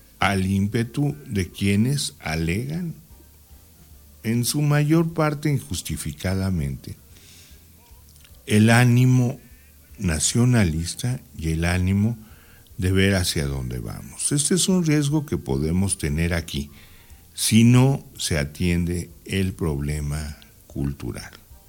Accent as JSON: {"language": "Spanish", "country": "Mexico", "said": "Mientras no haya un concepto hacia el cual aspirar como mexicanos, no sabemos a dónde vamos."}